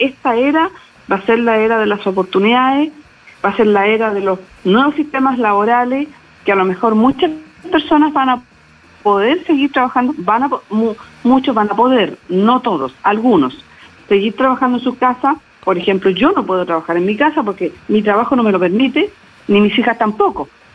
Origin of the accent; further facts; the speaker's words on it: Chile; aquí en Chile, yo, por eso aquí yo apelo a la responsabilidad de todos nosotros. Somos bien, nosotros somos los chilenos súper aguerridos